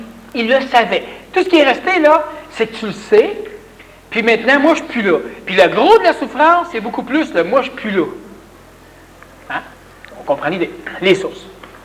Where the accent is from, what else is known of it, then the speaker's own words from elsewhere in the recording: Quebec, Canada; Moi, je suis un Québécois.